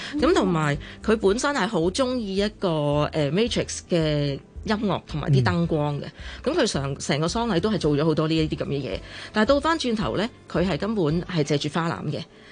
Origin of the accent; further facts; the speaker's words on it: China; 即係我哋中國人都好講承傳。